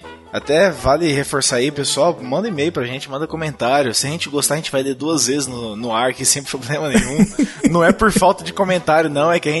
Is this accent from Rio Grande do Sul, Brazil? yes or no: no; Montes Claros, Minas Gerais, Brazil; tá? Tenho 31 anos, advogado, sou de Montes Claros, Minas Gerais.